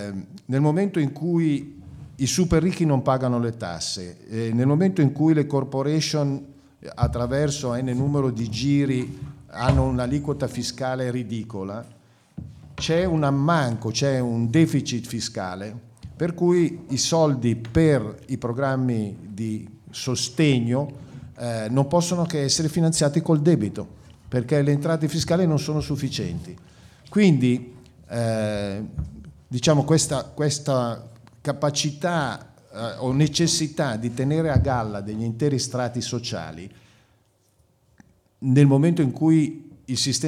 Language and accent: Italian; Milan, Lombardy, Italy; gli ho detto sono di Milano in Italia.